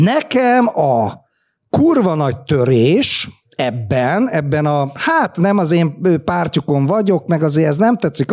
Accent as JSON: {"language": "Hungarian", "country": "Hungary", "said": "Én igaz magyar vagyok"}